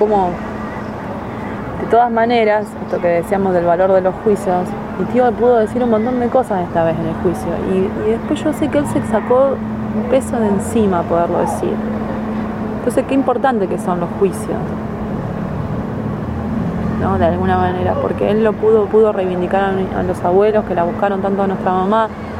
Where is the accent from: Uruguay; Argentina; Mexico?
Argentina; Ramallo, Buenos Aires Province; Mi pueblo es chiquito, entonces mi pueblo fue todo, están todos convulsionados. Y ahora con el juicio, me hicieron un par de entrevistas a unos amigos míos que son un compañero en otro de comunicación, entonces salió en el diarito de Ramallo